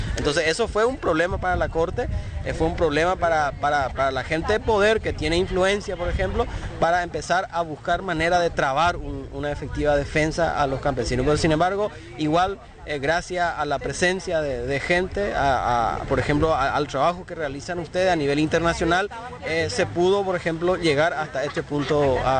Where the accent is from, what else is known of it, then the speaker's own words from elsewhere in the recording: Alto Paraná, Paraguay; Nosotros venimos del Alto Paraná, 3 abogados, ¿verdad?